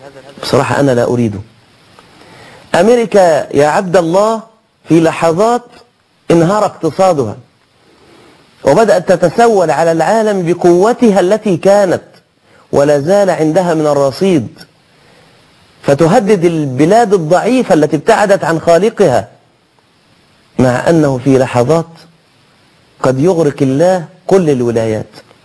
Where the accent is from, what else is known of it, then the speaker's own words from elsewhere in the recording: Egypt; ما المانع أن يكون عندنا في مصر مثلا معبد صغير